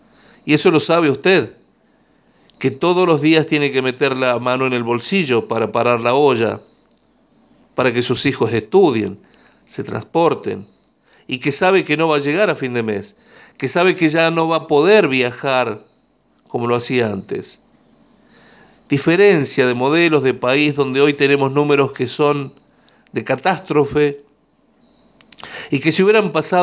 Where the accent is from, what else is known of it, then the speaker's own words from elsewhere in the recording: La Rioja, Argentina; tenemos mucho por hacer nosotros como riojanos